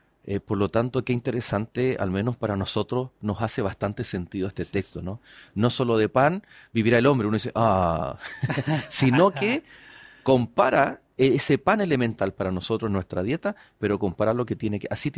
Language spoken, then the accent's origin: Spanish; Valparaíso, Chile; Y cuando el chileno sale de su país, salimos de Chile, sufrimos porque nos hace falta ese pan. Y pensamos, ¿no? Uy, a mí me encanta uno que se llama la marraqueta, ¿no? Pero en mi zona se le llama el pan batido, en la quinta región.